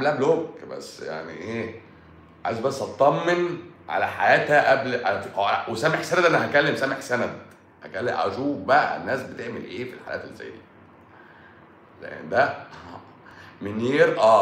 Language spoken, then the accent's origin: Arabic; Egypt; احنا مصريين بقى حرف السين بيبقى تقيل، بقى تقيل على لساننا،